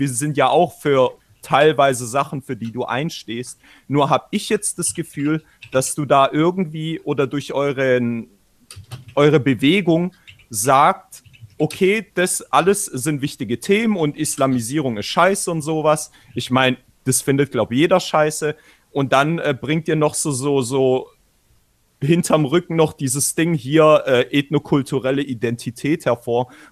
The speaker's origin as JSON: {"language": "German", "region": "Baden-Württemberg", "country": "Germany", "said": "wie mit dir, einem Rostocker zum Beispiel, wie ich als Schwabe"}